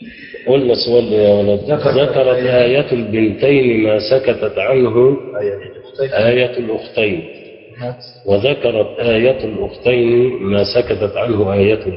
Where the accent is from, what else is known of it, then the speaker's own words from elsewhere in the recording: Egypt; ودي اللي احنا عندنا في مصر بنسميها الوصيه الايه؟